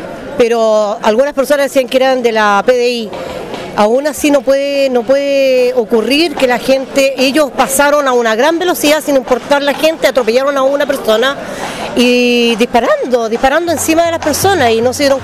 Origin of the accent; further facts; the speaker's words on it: San Antonio, Valparaíso, Chile; San Antonio es un pueblo de lucha, somos un pueblo valiente, estoy orgullosa de mi pueblo San Antonio